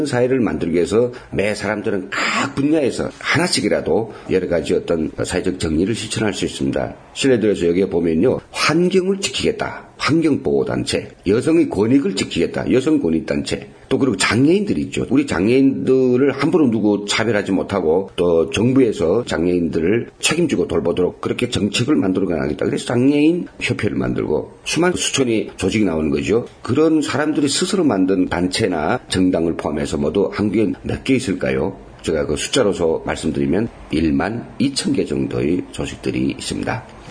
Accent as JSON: {"language": "Korean", "country": "North Korea", "lives_now": "South Korea, South Korea", "said": "언제 10년도 안 되는 그런 우리 북에서 온 사람이"}